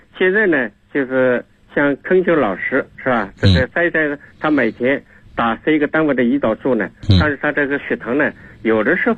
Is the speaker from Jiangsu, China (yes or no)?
yes; Yixing, Jiangsu, China; 我来自江苏宜兴，